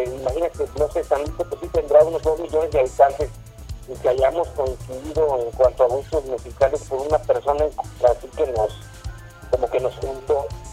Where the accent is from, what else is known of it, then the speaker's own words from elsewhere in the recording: San Luis Potosí, Mexico; yo nací en San Luis Potosí, he vivido toda mi vida. Y de hecho es una ciudad que me gusta mucho, la verdad, o sea, es pequeña, culturalmente está muy atrasada